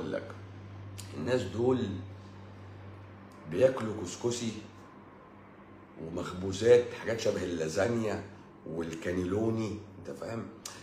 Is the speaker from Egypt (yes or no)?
yes; Egypt; بس احنا مصريين بقى حرف السين بيبقى تقيل، بقى تقيل على لساننا